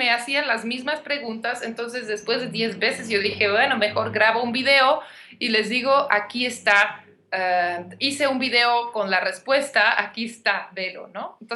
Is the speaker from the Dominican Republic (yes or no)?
no; Belgium; now in Mexico; yo soy de Bélgica, pero llevo 10 años viviendo en México